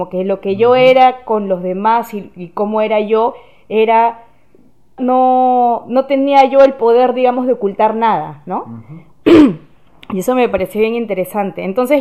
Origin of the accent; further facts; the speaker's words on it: Lima, Peru; born there; Sí, bueno, yo nací en Lima, en Perú.